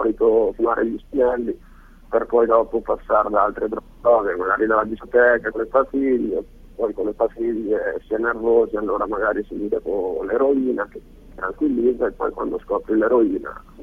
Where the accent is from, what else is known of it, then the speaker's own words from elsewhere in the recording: Belluno, Veneto, Italy; Io ho 24 anni, vengo da Belluno